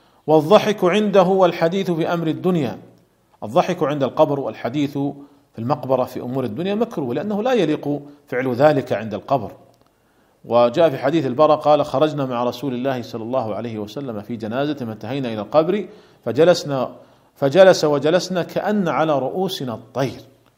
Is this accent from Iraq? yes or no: no; Saudi Arabia; عندنا في المملكة العربية السعودية لا يوجد على القبور قبب